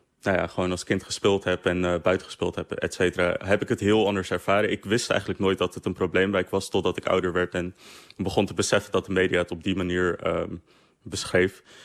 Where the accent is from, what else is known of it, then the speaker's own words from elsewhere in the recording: Netherlands; omdat ik zelf uit mijn ouders komen uit Suriname, maar ze komen van de Zuid-Aziatische diaspora. Dus ik ben een Nederlander, ik heb een Nederlands paspoort, ik ben hier opgegroeid, ik spreek een Nederlandse taal.